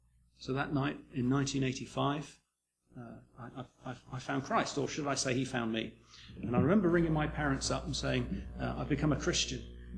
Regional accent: New Zealand; born there; I'm not English. I have an Irish name, but I have no Irish blood whatsoever, so I need to explain that a little bit. I was born in New Zealand quite a long time ago.

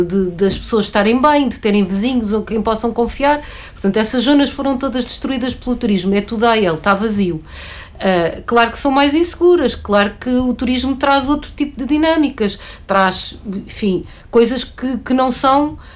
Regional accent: Lisbon, Portugal; Nós que crescemos em Lisboa, eu cresci em Lisboa, brincava na rua.

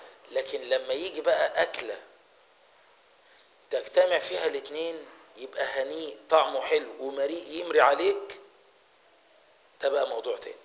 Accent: Egypt; ايه رايك احنا كمصريين عامه وكفلاحين

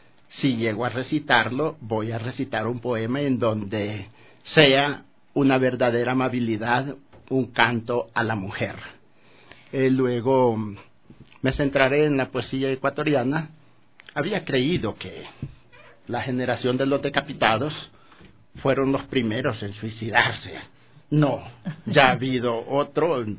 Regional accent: Honduras; now in Ecuador; Bueno, recalco, soy hondureño, y vivo ya 48 años en el país.

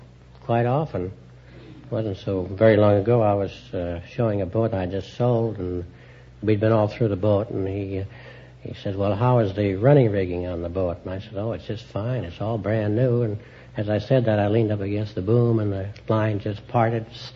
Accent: Iowa, United States

